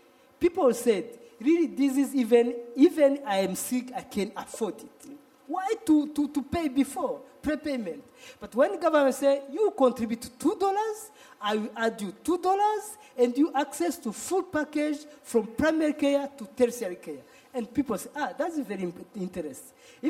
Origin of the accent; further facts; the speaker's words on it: Rwanda; English is a second language; I'm from Rwanda, really.